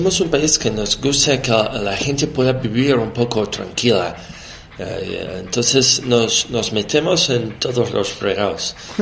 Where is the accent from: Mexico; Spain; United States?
United States; New York; Yo soy neoyorquino, soy estadounidense